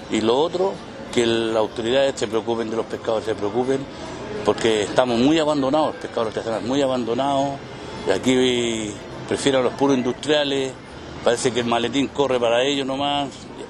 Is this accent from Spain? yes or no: no; Chile; para nosotros poder seguir laborando nosotros como chilenos